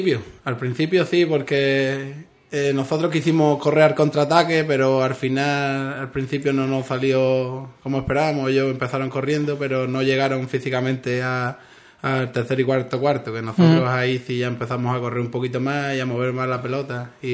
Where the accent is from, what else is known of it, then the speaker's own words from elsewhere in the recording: Ubrique, Andalusia, Spain; pero se podría llamar Ubrique, porque la mayoría somos de Ubrique